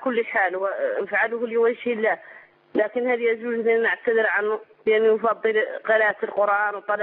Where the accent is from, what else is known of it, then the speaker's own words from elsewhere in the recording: Mauritania; من موريتانيا، اتصلت بك في الأسبوع الماضي.